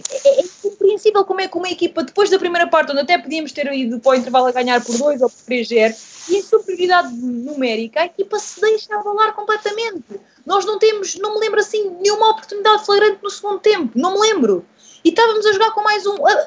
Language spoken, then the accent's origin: Portuguese; Alcochete, Setúbal, Portugal; Eu costumo acompanhar porque também sou de Alcochete